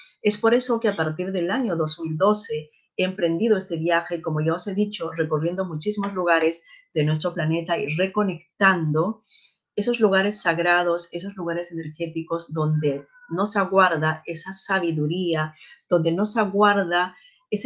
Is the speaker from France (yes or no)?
no; Peru; moved away; cuando yo era niña, cuando yo estudiaba allí en mi país de origen, en Perú